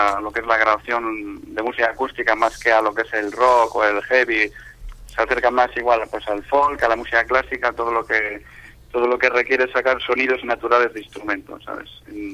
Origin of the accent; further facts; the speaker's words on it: Santander, Cantabria, Spain; Bueno, pues concretamente soy de Santander, y bueno, aunque estoy muy ligado también a la zona de Alfoz de Lloredo, el municipio de Alfoz de Lloredo